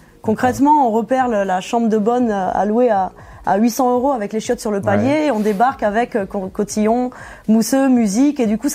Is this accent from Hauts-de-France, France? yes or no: no; Toulouse, Occitanie, France; moved away as an adult; now in Paris, France; Je suis arrivée à Paris à la fin de mes études. Je suis diplômée de Sciences Po Toulouse. J'ai grandi à Toulouse. Et je suis arrivée sur Paris à la base pour un stage à la fin de mes études.